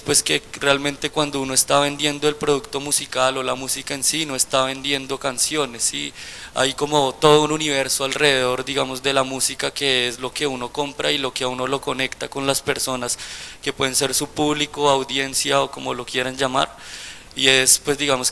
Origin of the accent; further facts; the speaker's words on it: Colombia; las limitaciones que tenemos nosotros siendo colombianos